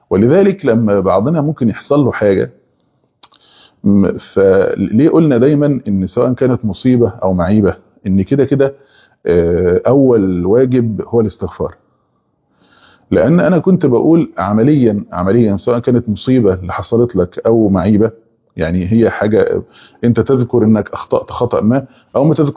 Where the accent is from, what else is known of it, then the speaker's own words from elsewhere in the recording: Egypt; زي عندنا في مصر